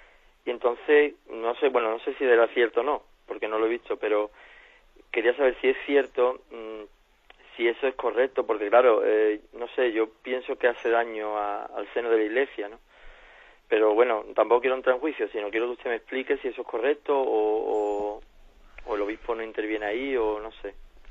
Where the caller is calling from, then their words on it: Jerez de la Frontera, Andalusia, Spain; de Jerez.